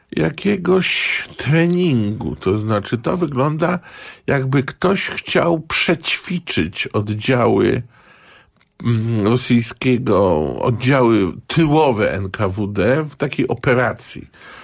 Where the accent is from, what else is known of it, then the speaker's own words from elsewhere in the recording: Gdańsk, Pomeranian Voivodeship, Poland; ja wychowałem się w Gdańsku